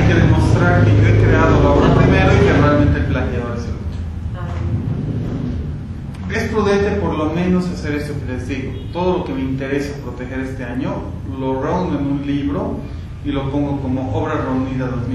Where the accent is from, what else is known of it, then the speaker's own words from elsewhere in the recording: Bolivia; yo soy autor boliviano, estoy en el círculo de autores bolivianos